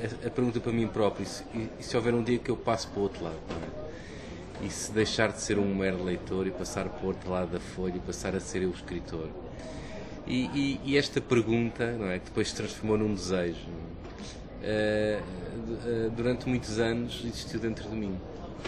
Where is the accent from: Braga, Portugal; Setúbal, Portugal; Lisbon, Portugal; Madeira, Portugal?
Lisbon, Portugal; Queluz; Eu cresci em Queluz, anos 70 e 80, que é um dos grandes subúrbios de Lisboa